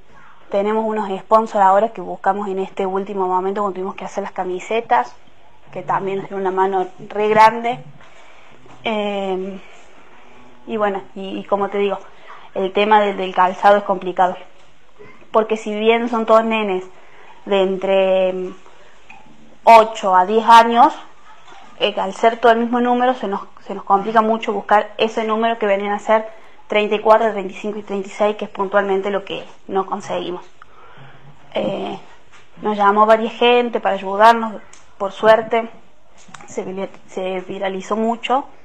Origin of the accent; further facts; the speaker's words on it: Huerta Grande, Córdoba, Argentina; somos de Huerta Grande, del barrio Villa Parque, entre los límites de Los Lirios.